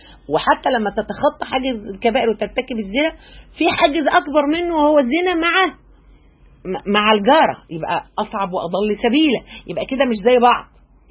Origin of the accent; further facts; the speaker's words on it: Egypt; بعرفنا احنا كمصريين